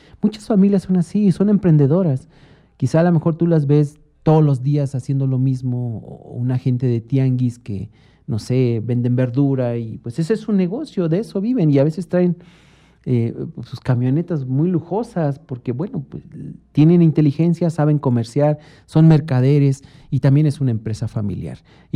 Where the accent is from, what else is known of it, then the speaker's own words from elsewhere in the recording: Mexico; como mexicanos nosotros somos ávidos de consumir esta comercialización infundida